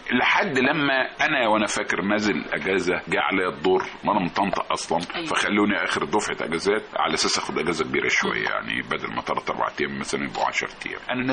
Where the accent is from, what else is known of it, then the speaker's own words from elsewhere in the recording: Tanta, Gharbia, Egypt; انا كنت انا من طنطا، وكنت كنت كويس قوي في والد يعني من عيله تجار، وكنت في كليه التجاره في طنطا